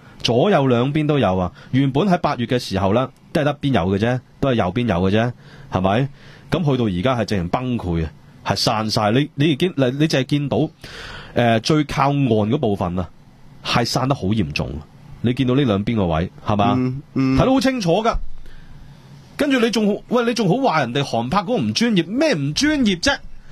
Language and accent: Cantonese; Hong Kong; 帮我哋香港人讲啲说话